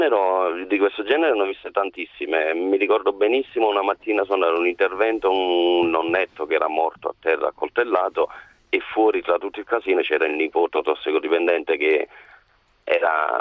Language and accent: Italian; Naples, Campania, Italy; Vengo da Napoli, quindi diciamo non vengo da un paese, non sono distratto, va bene?